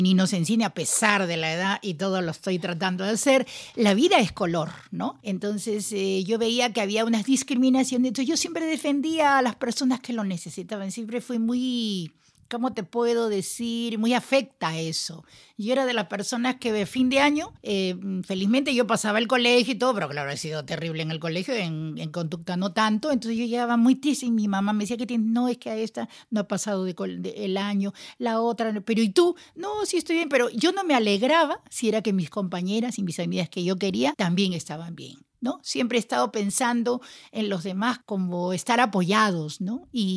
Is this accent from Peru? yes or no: yes; Peru; born there; Nací en Perú, no soy de Perú porque no soy de nadie. No, mi país tan bello